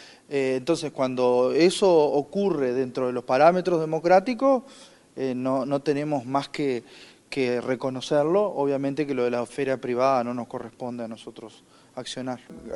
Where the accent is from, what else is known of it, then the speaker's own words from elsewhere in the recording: Uruguay; nuestra convivencia pacífica como pueblo uruguayo, más allá de quienes nacimos y vivimos acá